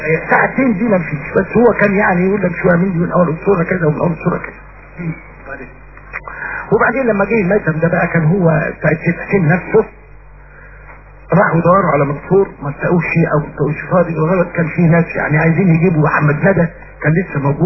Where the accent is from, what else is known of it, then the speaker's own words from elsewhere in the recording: Tanta, Gharbia, Egypt; يعني انا طلعت من طنطا واكبر اجره خدتها في طنطا جنيه